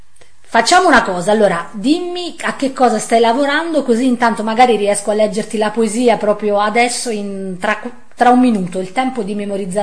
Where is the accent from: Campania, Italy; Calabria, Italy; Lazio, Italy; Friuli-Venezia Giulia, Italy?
Campania, Italy; accent: Cilentan dialect; il mio dialetto cilentano, in parte anche napoletano